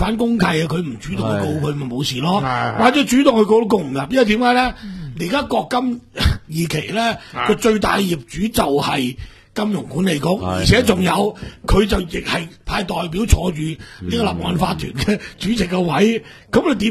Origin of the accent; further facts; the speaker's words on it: Guangdong, China; 即係我廣東人所講二樓咧